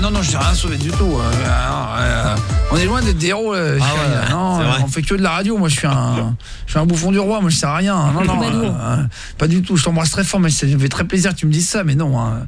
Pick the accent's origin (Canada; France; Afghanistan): France; Le Barcarès, Occitanie; moi j'habite à Barcarès. Enfin, je viens de Barcarès aussi.